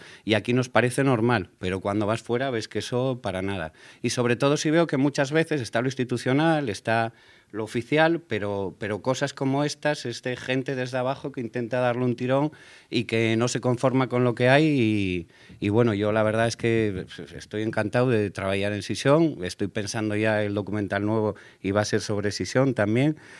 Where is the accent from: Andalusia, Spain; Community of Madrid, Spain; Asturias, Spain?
Asturias, Spain; Oviedo; Pues yo soy de Oviedo, he aprendido a llevarlo con los años